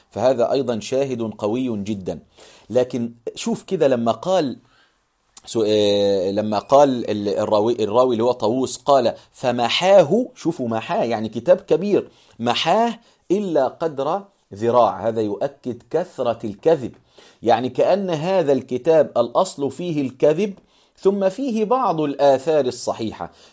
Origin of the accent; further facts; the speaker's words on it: Egypt; مما هو منتشر عندنا في مصر في كثير من القرى والمدن كذلك